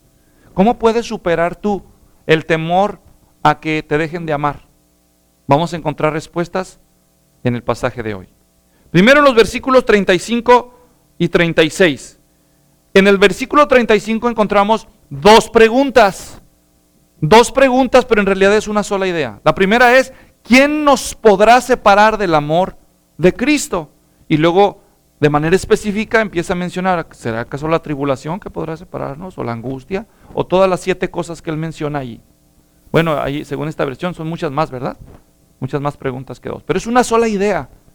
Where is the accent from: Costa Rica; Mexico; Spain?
Mexico; Guadalajara, Jalisco; Como decimos los mexicanos, al menos los que somos de Guadalajara, allá del barrio, cuando éramos niños